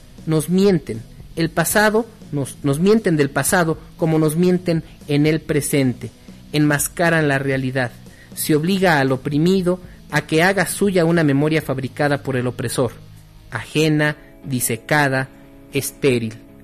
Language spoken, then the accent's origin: Spanish; Uruguay; en mi país, Uruguay